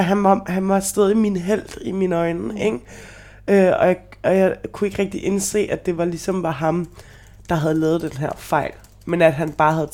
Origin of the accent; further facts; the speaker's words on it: Brønshøj, Capital Region of Denmark, Denmark; Jeg er opvokset i Brønshøj. Min bror er opvokset i Brønshøj.